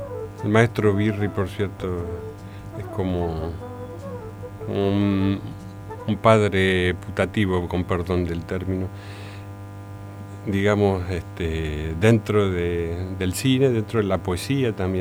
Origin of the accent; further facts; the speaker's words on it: Rosario, Santa Fe, Argentina; los dos padres de uno vienen de la ciudad de Santa Fe, la capital de esta provincia que a veces, de la que a veces como rosarinos no nos reconocemos parte.